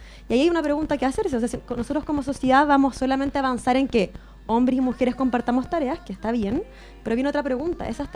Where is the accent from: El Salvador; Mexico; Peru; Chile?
Chile; La Florida, Santiago Metropolitan Region; soy floridana también.